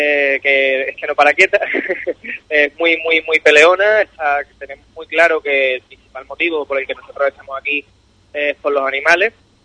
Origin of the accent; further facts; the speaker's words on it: Cádiz, Andalusia, Spain; soy abogado. Yo soy de Cádiz, he vivido casi toda mi vida aquí, quitando unos 5 o 6 años que viví entre Medina y Chiclana, en el Berrueco concretamente